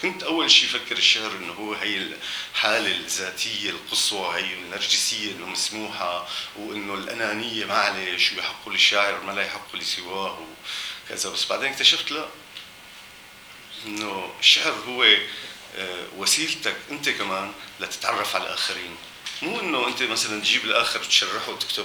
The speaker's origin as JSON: {"language": "Arabic", "town": "Aleppo", "region": "Aleppo Governorate", "country": "Syria", "said": "انه اهم شيء بالنسبة لي انه انا حامل حلبي داخلي، يعني حلبي رهيب، انه حلب حلب حلب كان شيء فظيع. هاي المدينة لفترات ضليت عايش بهي الحالة فترات التسعينات لمنتصفة تقريبا،"}